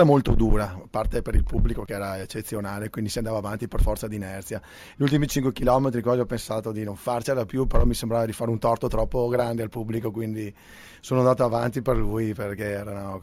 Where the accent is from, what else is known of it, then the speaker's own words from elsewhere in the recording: Bassano del Grappa, Veneto, Italy; Di Bassano da Grappa.